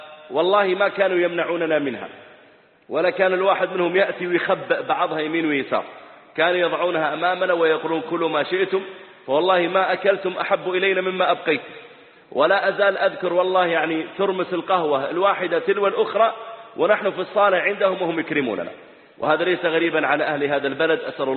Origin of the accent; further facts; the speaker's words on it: Dammam, Eastern Province, Saudi Arabia; وقد عرفت الإخوة من البحرين قديما، فأنا نشأت في الدمام وولدت فيها